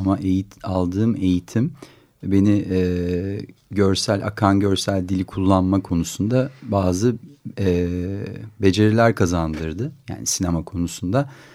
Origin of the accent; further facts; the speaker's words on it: Istanbul, Turkey; also born or lived in United States; Ben de İstanbul'da yaşamayı, burada üretmeyi buradaki hayatı tekrar tanımayı, çünkü buralıyım ben, burada doğdum, burada büyüdüm, liseyi burada okudum. Yani 10 senelik bir Amerika dışında kendi şehrimde var olmayı, en azından bunu bir denemeyi istedim ve bu nedenle döndüm.